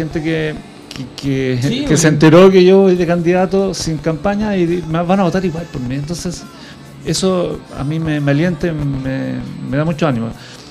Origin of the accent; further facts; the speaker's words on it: Puente Alto, Santiago Metropolitan Region, Chile; born there; Yo nací en Puente Alto, soy profesor de educación física, estudié psicología, soy psicólogo, tengo un magíster en educación